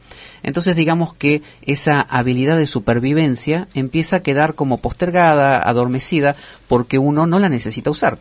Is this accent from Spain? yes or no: no; Argentina; La ventaja es que mientras no hablemos, nadie se da cuenta que somos argentinos.